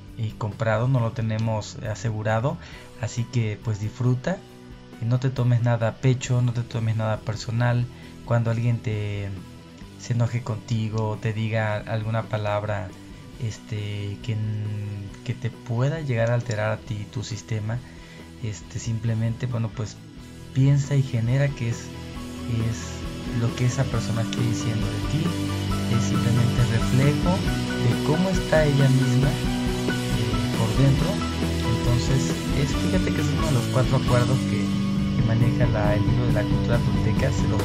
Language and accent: Spanish; Arroyo de Piedra, Veracruz, Mexico; anduve enfiestado en mi pueblo natal, en un lugar que se llama Arroyo de Piedra, ya por Cardel, Veracruz.